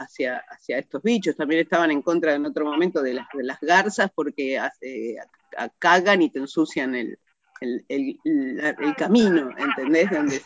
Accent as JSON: {"language": "Spanish", "region": "Buenos Aires", "country": "Argentina", "said": "y yo que soy porteña, digamos"}